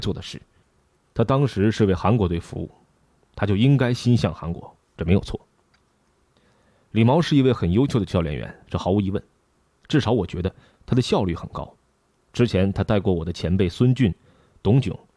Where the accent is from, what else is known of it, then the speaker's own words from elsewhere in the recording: China; 而是我觉得我们都是中国人